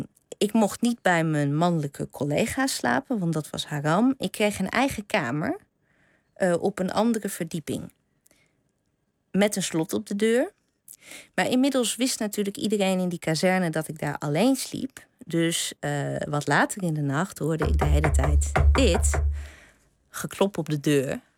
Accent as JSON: {"language": "Dutch", "region": "Drenthe", "country": "Netherlands", "tie": "born or raised there", "said": "ik ben opgegroeid in Drenthe."}